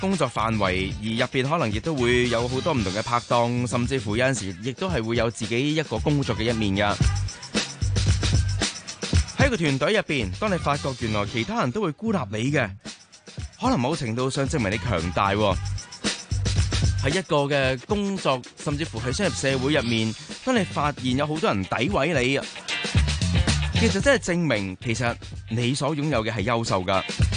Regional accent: Hong Kong; 仍然有相当之多的机会可以给我们香港人继续努力去到进步

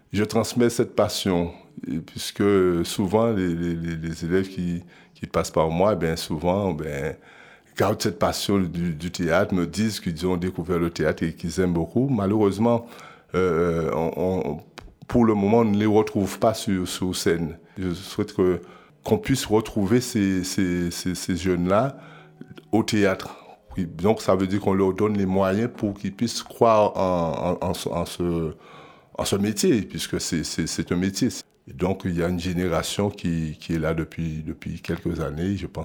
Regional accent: Guadeloupe; Je viens de la Guadeloupe et je suis aussi enseignant.

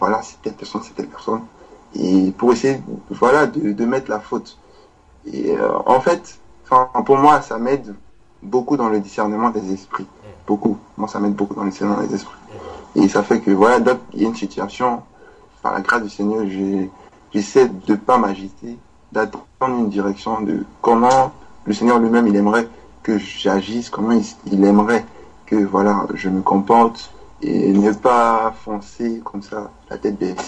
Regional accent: Côte d’Ivoire; avec son accent, comme je suis ivoirien, je me suis rendu compte qu'elle était ivoirienne aussi

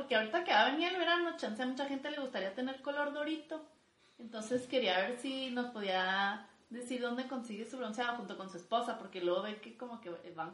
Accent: Mexico; porque pues soy mujer y soy mexicana

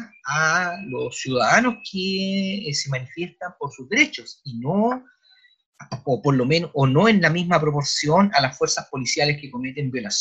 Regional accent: Chile; dentro de la semidemocracia que vivimos como chilenos

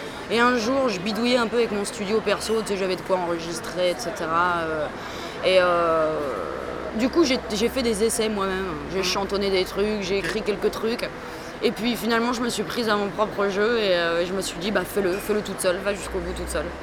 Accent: Nancy, Grand Est, France; Non, à Nancy, je suis de Lorraine, moi je suis de l'Est.

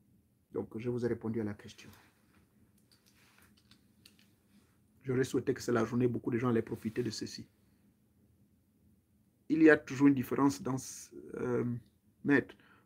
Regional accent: Lambaréné, Moyen-Ogooué, Gabon; born there; je suis né à l'Ambaréné.

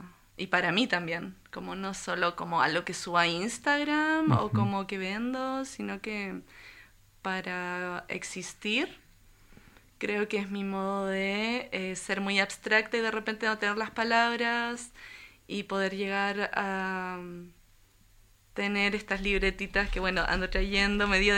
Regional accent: Santiago, Santiago Metropolitan Region, Chile; born there; moved away; yo nací en Santiago de Chile, uh-huh. Y hace unos años, 6 años que ya estoy acá

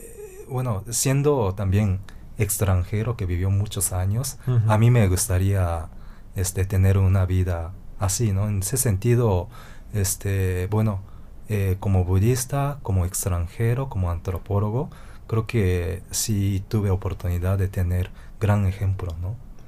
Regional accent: Japan; Siendo japonés. A mí me gustaba mucho hablar de Japón y la historia de Japón con él porque sabía muchísimo, ¿no?

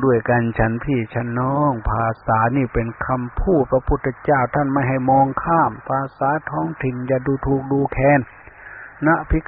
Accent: Ubon Ratchathani, Thailand; อาตมาเป็นคนลาวเป็นคนภาคอีสานเมืองอุบลบ้านเกิดเมืองนอนบ้านพ่อเมืองแม่มันก็อดไม่ได้ที่จะพูดภาษาเสียงในฟิล์ม

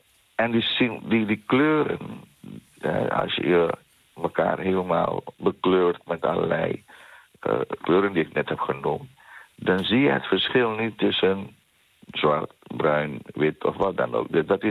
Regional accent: The Hague, South Holland, Netherlands; We leveren een bijdrage aan Den Haag. Wij zijn trotse Hagenaars.

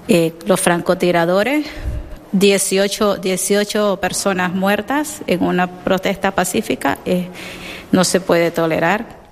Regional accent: Managua, Nicaragua; now in Spain; soy de Managua.

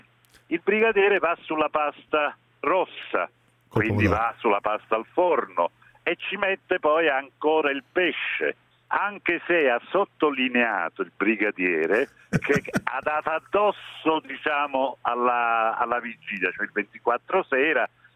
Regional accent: Naples, Campania, Italy; Un napoletano che non ama gli struffoli, assolutamente no, e che non ama anche il capitone. Quindi sono proprio atipico.

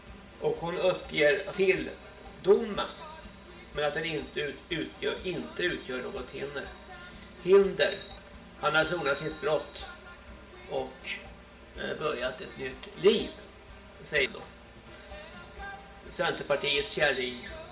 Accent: Småland, Sweden; Jag är från Småland. Jag har väl en dansk mamma och en svart pappa tror jag.

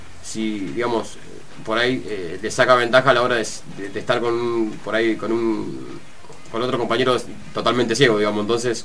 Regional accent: Mar del Plata, Buenos Aires Province, Argentina; De Mar del Plata.

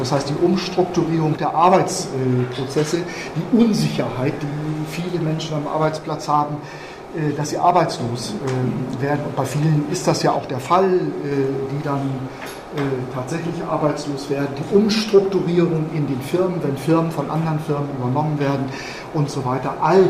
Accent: Mönchengladbach, North Rhine-Westphalia, Germany; Ich komme aus Mönchengladbach, habe ich ja vorhin gesagt.

